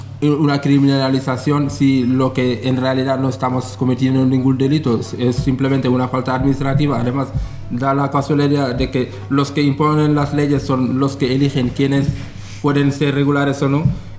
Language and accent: Spanish; Senegal; now in Spain; soy de Senegal, que llevo en España ahora, este año van a ser 13 años desde que estoy aquí.